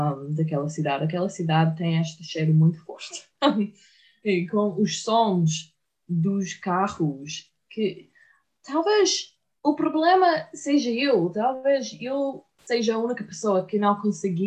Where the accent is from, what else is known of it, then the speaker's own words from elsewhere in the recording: Florida, United States; Portuguese is a second language; eu venho de Flórida, a Flórida é muito plana